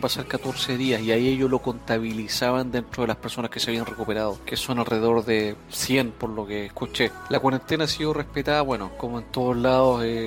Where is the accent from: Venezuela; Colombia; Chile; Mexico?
Chile; soy de Chile